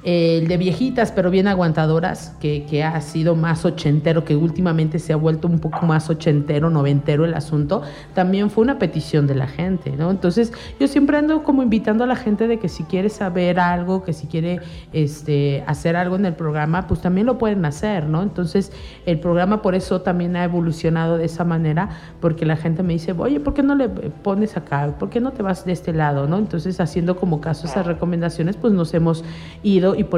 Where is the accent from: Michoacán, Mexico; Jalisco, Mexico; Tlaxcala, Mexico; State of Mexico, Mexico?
State of Mexico, Mexico; Amecameca; nosotros somos ciudadanos de Amecameca, del mundo, ¿no?